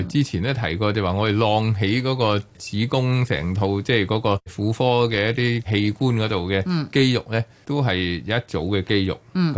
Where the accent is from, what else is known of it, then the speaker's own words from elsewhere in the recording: China; 咁我哋中国人好兴踎噶啦